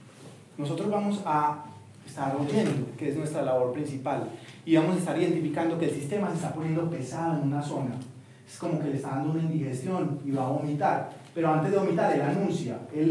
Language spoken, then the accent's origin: Spanish; Bogotá, Colombia; Uno como cachaco se mete a de mar, no importa cero